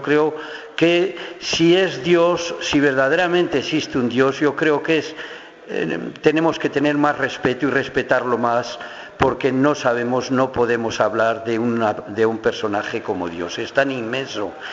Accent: Navarre, Spain; Y mi tierra, pues ya digo, Navarra, pues no es como en Madrid o en Cataluña, donde la mayor parte de la gente era de izquierdas.

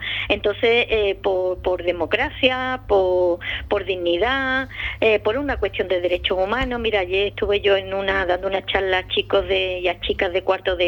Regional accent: Andalusia, Spain; Y si es un pueblo como Ubrique y una sierra como la de Cádiz y en mi pueblo andaluz

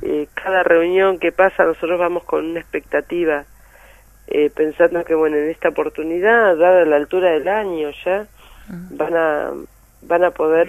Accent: Buenos Aires Province, Argentina; a mí como bonaerense me pasa que veo cómo están los hospitales

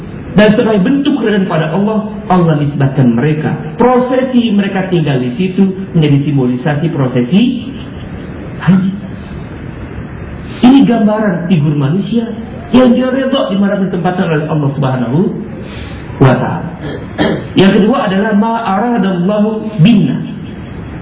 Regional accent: Jakarta, Indonesia; Karena kita orang Jakarta sedih lihat mereka

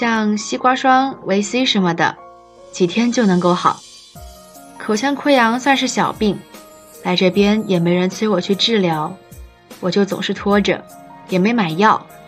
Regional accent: Hainan, China; now in Nanjing, China; 而我作为一个在祖国最南端的小岛上土生土长的海南娃，对于南京又湿又冷的冬天其实是拒绝的。

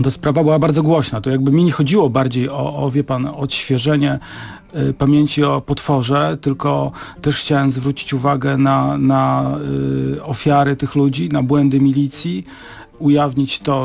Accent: Gdynia, Pomeranian Voivodeship, Poland; bo ja jestem z Trójmiasta. Wychowywałem się w Gdyni

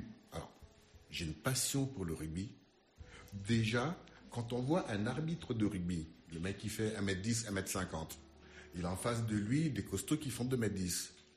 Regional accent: Central African Republic; moved away; also born or lived in Madagascar; je le tiens un peu de mon pays d'origine, la Centrafrique. Puisque là-bas, on écoutait surtout de la musique française... Puisque nous étions dans une colonie française.

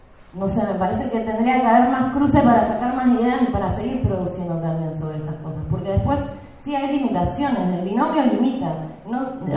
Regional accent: Neuquén, Argentina; now in La Plata, Argentina; Yo soy de Neuquén, pero vivo en La Plata

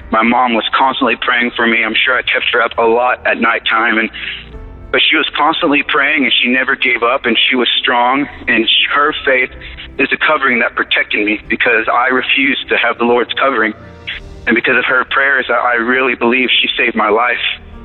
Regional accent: Dallas, Texas, United States; I'm from Dallas, Texas.

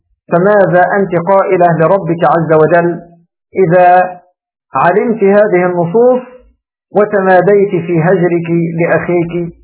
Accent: Egypt; كما تقول العامة عندنا في مصر

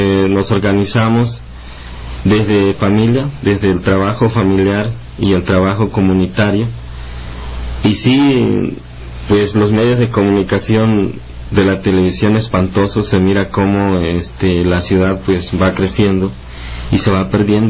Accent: Chilapa, Guerrero, Mexico; vengo del municipio de Chilapa, una comunidad que se llama El Jagüey, desde el corazón de la montaña baja.

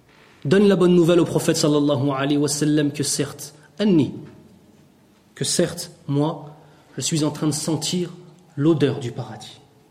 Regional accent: Italy; French is a second language; Vous savez que moi je ne suis pas un arabe, parce que vous savez ça. Moi je suis un italien, je suis un converti à l'islam.

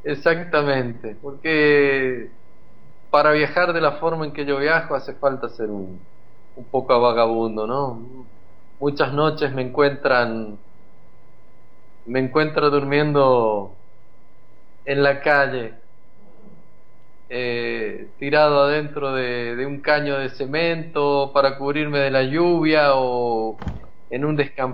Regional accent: Mendoza, Argentina; Yo soy de Mendoza y bueno, somos creo diferentes en la forma de pensar, de expresarnos todo

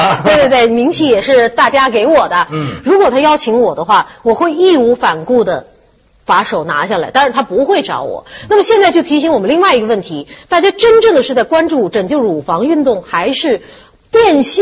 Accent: Shanghai, China; 我令上海蒙羞了嘛，我耻为上海人。

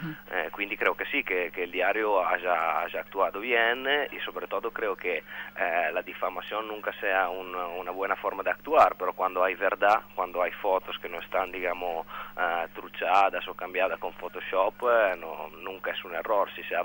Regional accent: Italy; Spanish is a second language; moved away; A mí personalmente, como italiano en el exterior, me da mucha vergüenza

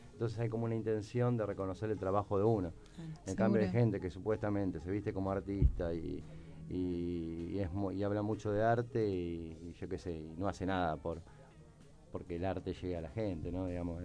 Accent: General Rodríguez, Buenos Aires Province, Argentina; nosotros somos de Rodríguez, hagamos cosas en Rodríguez.

